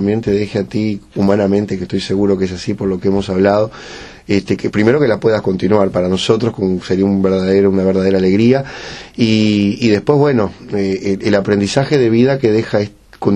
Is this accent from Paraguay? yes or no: no; Uruguay; no con nosotros ya, que venimos de repente del Uruguay a hacer un trabajo